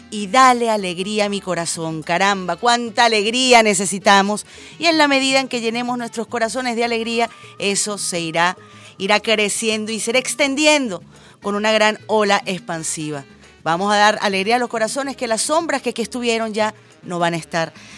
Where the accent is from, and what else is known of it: Venezuela